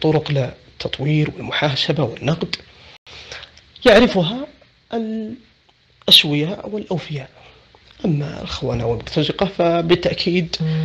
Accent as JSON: {"language": "Arabic", "country": "Saudi Arabia", "said": "عندنا في السعودية وسائل التواصل مفتوحة"}